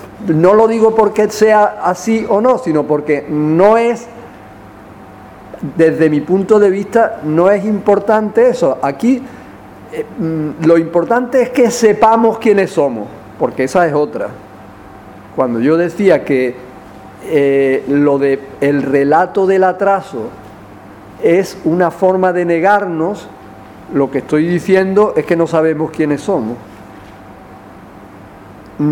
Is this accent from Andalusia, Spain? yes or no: yes; Andalusia, Spain; Esa nuestra liberación es una liberación como trabajadores, también como andaluces y también como mujeres.